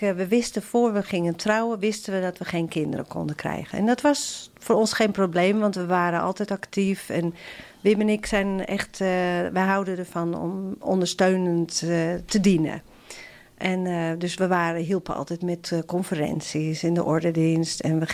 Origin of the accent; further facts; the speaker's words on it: Amsterdam, North Holland, Netherlands; ik ben in Amsterdam geboren en getogen. Mijn moeder was Nederlands hervormd en we gingen af en toe met haar mee naar de kerk.